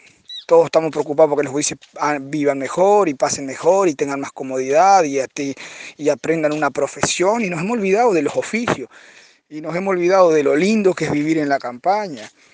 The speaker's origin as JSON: {"language": "Spanish", "town": "Caraguatá", "region": "Tacuarembó", "country": "Uruguay", "tie": "born or raised there", "said": "porque es más pueblito. Y de ahí todos se van para Montevideo, o a Tacuarembó, o a Melo. Caraguatá es mi pueblo, es mi zona."}